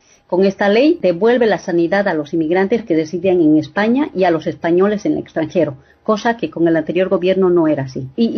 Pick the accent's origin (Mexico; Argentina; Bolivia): Bolivia; now in Murcia, Spain; hay una persona que es de Uruguay y yo que soy de Bolivia